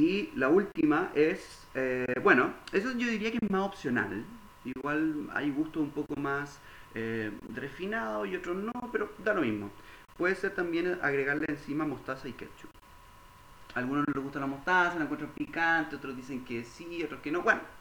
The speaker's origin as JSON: {"language": "Spanish", "country": "Chile", "said": "estoy segurísimo, como chileno que soy"}